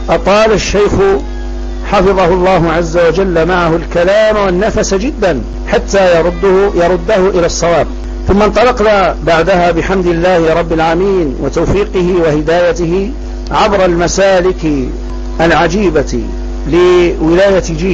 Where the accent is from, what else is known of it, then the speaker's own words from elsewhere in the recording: Ferdjioua, Mila Province, Algeria; لما استقبلناه من بلدتنا فرجيوة، خرجنا منها